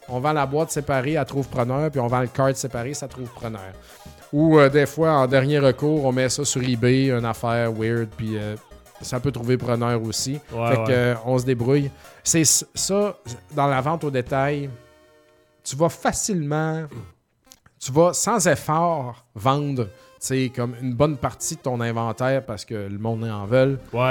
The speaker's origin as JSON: {"language": "French", "country": "Canada", "said": "je parle en tant que Canadien."}